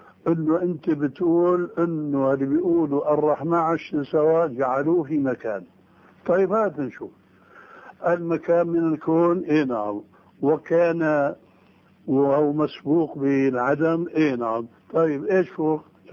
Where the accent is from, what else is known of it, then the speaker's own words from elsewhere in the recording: Syria; كما يقولون عندنا في الشام